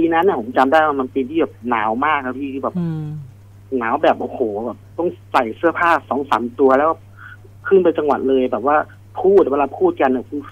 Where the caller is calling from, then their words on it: Bang Saen, Chonburi, Thailand; บางแสนครับผม